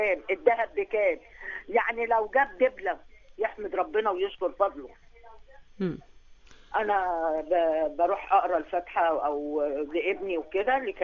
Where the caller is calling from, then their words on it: Alexandria, Alexandria Governorate, Egypt; من اسكندريه.